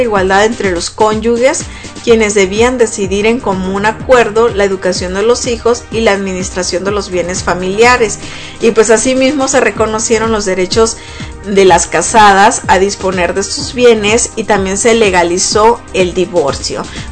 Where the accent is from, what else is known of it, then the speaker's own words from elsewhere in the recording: Mexico; Siendo mexicanos, nosotros a veces pues nos ponemos los moños y pues algo parecido pasó.